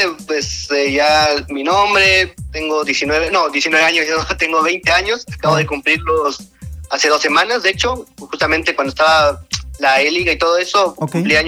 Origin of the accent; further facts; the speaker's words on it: Oaxaca de Juárez, Oaxaca, Mexico; Y bueno, soy de Oaxaca de Juárez. Nací aquí y vivo aquí toda mi vida, he vivido acá.